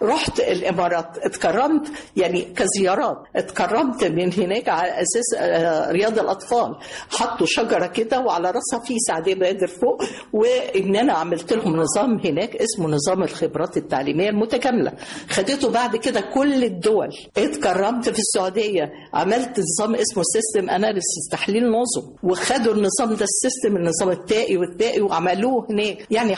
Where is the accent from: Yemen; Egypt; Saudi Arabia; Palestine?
Egypt; بموت في مصر، بحب مصر. انا مصر، انا من مصر، انا بنت.